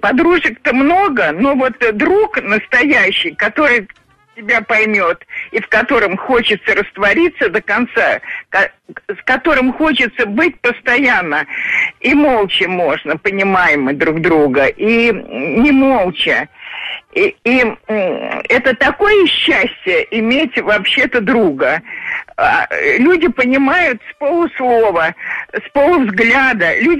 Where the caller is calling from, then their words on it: Moscow, Russia; из Москвы.